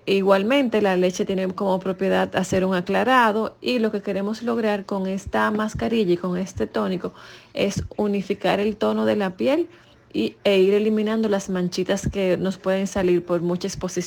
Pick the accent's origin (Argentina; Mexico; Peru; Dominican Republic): Dominican Republic; soy de República Dominicana